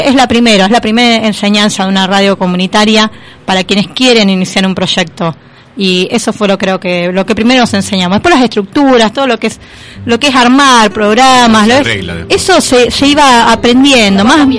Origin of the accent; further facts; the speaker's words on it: Berisso, Buenos Aires Province, Argentina; de donde yo soy natal, que es la ciudad de Berisso, de provincia de Buenos Aires.